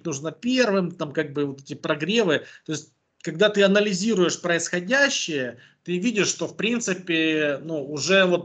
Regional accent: Donetsk Oblast, Ukraine; я индеец из ДНР, хоть при должности

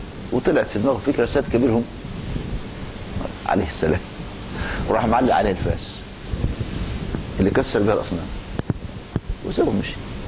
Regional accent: Egypt; طبعا دلوقتي دخل علينا مدخل تاني عندنا في مصر

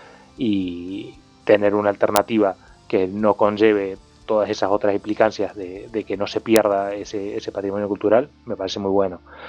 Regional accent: Argentina; Yo al final vengo de Argentina y de esos he visto unos cuantos.

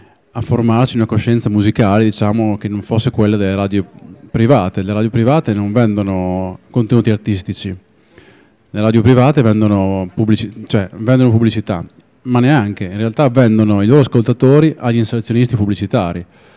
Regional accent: Emilia-Romagna, Italy; ed erano in tutta l'Emilia Romagna. Tutta l'Emilia Romagna, compresa Reggio Emilia, e anche il mio paesino, aveva due radio locali

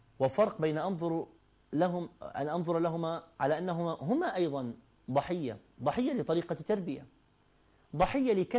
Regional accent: Iraq; moved away; also born or lived in Kuwait; انتقلنا من العراق إلى الكويت، كان جو المدرسة مختلف

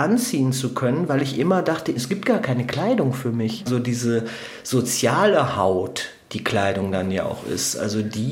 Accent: Duisburg, North Rhine-Westphalia, Germany; Also ich bin als Säugling bin ich ins Ruhrgebiet gekommen und da war es wirklich noch das volle Ruhrgebiet, die volle Dröhnung, also der volle Ruß, der volle Industriehimmel.

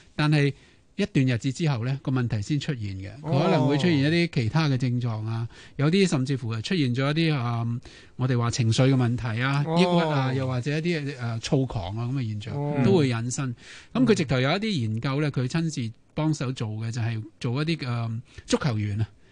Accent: China; 我记得我哋中国人成日都讲嘅

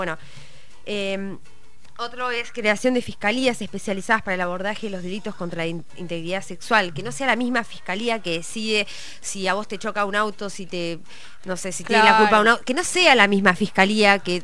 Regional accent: Chaco, Argentina; Yo soy de Chaco y quiero a mi provincia que también la respeten.

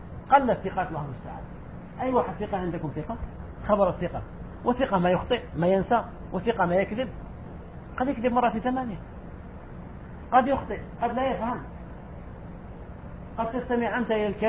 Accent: Algeria; وعندنا في الجزائر أيضا كان الأمر كذلك.

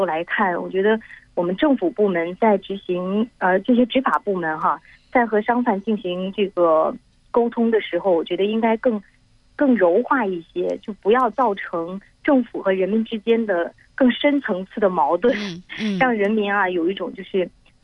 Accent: Jiangxi, China; now in Shenzhen, China; 因为我老家是江西嘛，

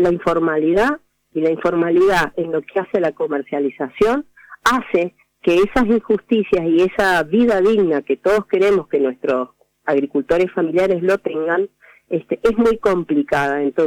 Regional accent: Argentina; Es una es un derecho que tenemos como ciudadanos argentinos

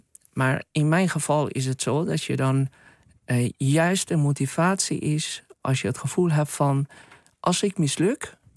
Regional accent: Karaj, Alborz, Iran; Hij was de officier van justitie van de stad, Karaj, waar ik ben geboren en getogen.

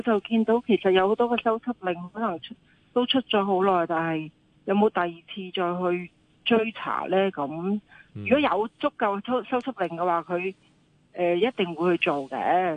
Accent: China; 就算我哋中國人啊，都覺得非常之難過。

